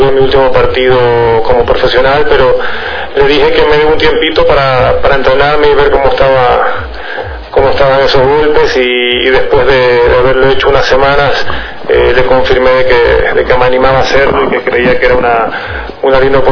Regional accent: Ecuador; ser un torneo profesional, un evento de esta magnitud en Ecuador. Nunca tuve la suerte de jugar un ATP en mi país

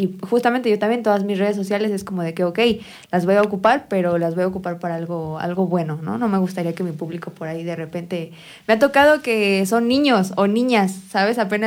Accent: Amecameca, State of Mexico, Mexico; Pues yo crecí aquí en Amecameca, pero uh-huh, igual ahí con su pueblito vecino Zumba, por ahí anduvimos un buen ratito.

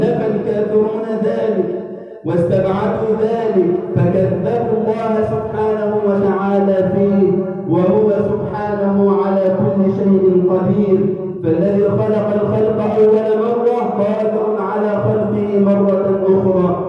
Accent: Egypt; اللهم اجعل بلدنا مصر أمنا أمانا

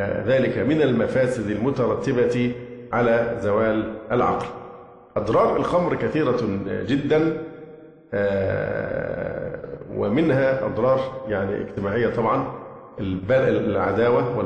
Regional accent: Upper Egypt, Egypt; وما يحدث عندنا في الصعيد

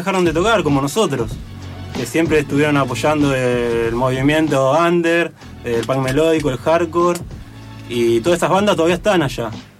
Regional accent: José C. Paz, Buenos Aires Province, Argentina; provincia, donde somos nosotros José de Paz, San Miguel

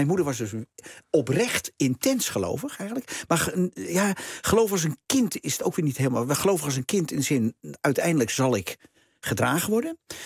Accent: De Bilt, Utrecht, Netherlands; ik ben opgegroeid in de Bild.

